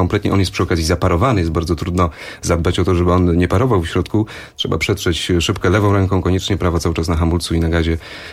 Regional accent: Grudziądz, Kuyavian-Pomeranian Voivodeship, Poland; U mnie w Grudziądzu, w rodzinnym mieście, pamiętam, były takie numery na torze żużlowym.

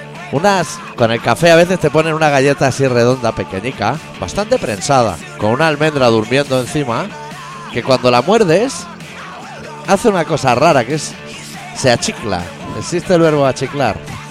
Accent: Pyrenees, Spain; No, yo soy del Pirineo, ya lo sabes tú. Allí como mucho.

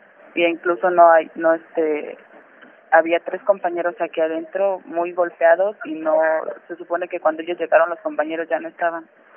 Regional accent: Mexico City, Mexico; No, yo soy del Distrito Federal.

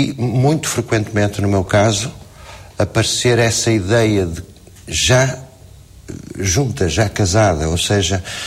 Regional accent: Portugal; Mas, digamos, não por facto de ser português.

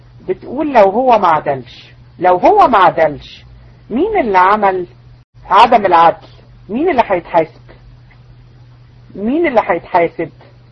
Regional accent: Egypt; احنا عندنا في مصر الناس تكره الزوجة التانية

